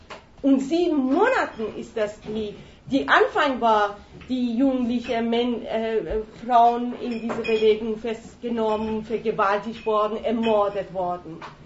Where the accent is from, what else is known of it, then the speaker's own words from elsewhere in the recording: Iran; wir sind Iraner